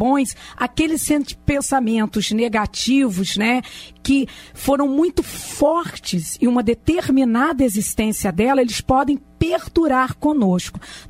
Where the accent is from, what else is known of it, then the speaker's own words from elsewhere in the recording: Campos dos Goytacazes, Rio de Janeiro, Brazil; quando eu era criança, eu sou do interior de Campos dos Goytacazes